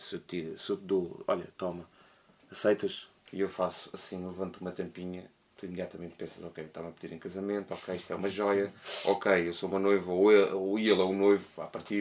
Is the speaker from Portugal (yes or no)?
yes; Lisbon, Portugal; e eu incluo-me a mim como lisboeta